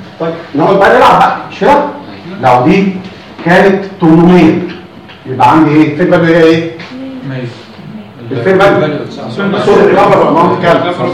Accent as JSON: {"language": "Arabic", "country": "Egypt", "said": "مشكلتنا ان احنا كمصريين في اي حاجه جديده بنحب نقفل عليها"}